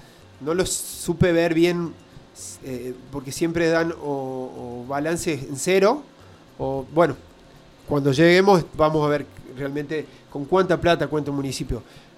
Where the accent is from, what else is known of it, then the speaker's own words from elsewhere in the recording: Argentina; estamos hablando de que somos argentinos